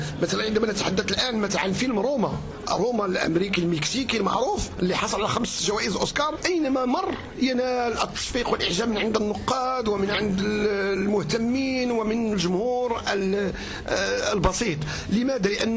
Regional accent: Morocco; نحن كمغاربة وعلاقتنا بفلسطين والقضية الفلسطينية

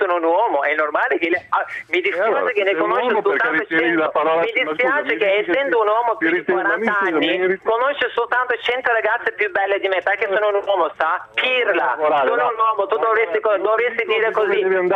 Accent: Turkey; born there; Italian is a second language; sono nata in Turchia, nonostante che sono una transessuale.

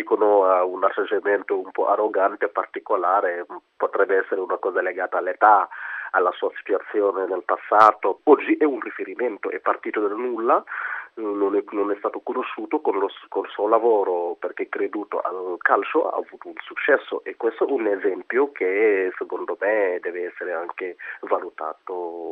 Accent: Senegal; now in Italy; Io sono senegalese, di carnagione sono nero come Balotelli.

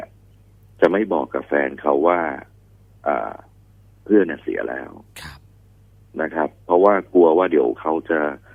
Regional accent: Bangkok, Thailand; พี่เป็นคนกรุงเทพนะคนฝั่งทนอยู่เจริญนคร

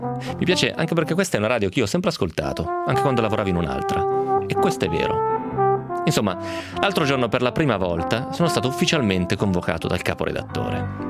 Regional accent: Novara, Piedmont, Italy; Probabilmente se fossi campano gli darei del voi, però visto che sono di Novara uso semplicemente il lei.

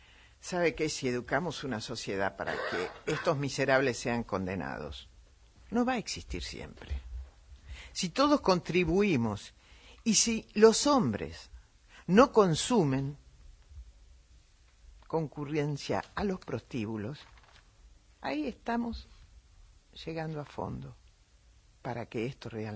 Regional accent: Argentina; Como argentinos no podemos salir a decir cosas que también escuché esta semana.

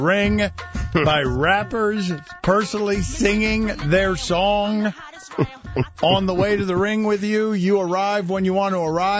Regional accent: Central Islip, New York, United States; born there; I was born in Central Islip.

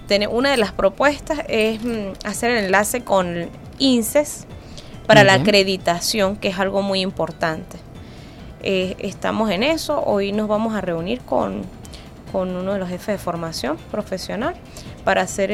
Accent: Mérida, Venezuela; Estoy llegando de Mérida, yo soy de Mérida, okay.

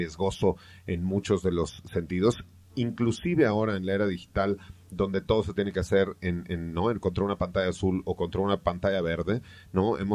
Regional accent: Mexico; uno como mexicano, pues ve a esos mariachis medio femeninos

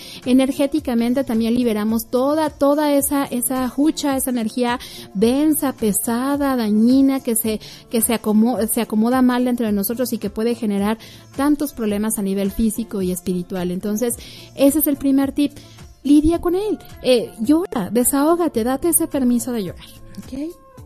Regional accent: Mexico; aquí en México se celebra la independencia, y como buenos mexicanos, todo lo que se celebra incluye comida

